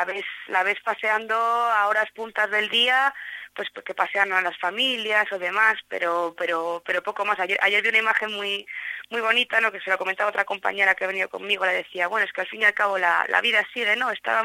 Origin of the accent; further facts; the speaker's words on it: Madrid, Community of Madrid, Spain; Yo soy de Madrid y demás